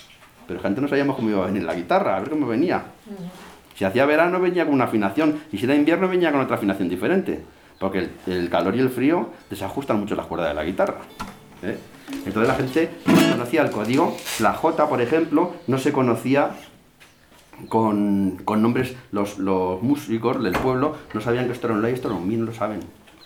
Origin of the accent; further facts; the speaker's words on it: Castilla-La Mancha, Spain; porque no somos iguales los toledanos que los palentinos.